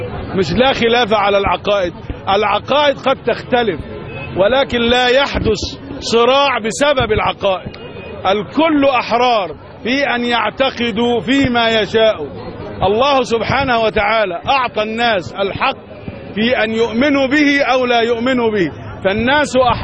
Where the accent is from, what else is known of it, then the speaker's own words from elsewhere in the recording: Egypt; لكن نحن لا نختلف كمصريين مع بعضنا البعض